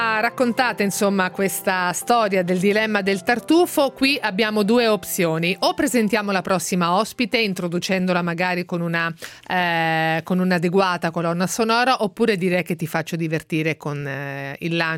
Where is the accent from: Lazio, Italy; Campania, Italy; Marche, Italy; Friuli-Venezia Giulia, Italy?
Marche, Italy; io vengo da una zona, in realtà sono marchigiana e sono originaria di una zona di mare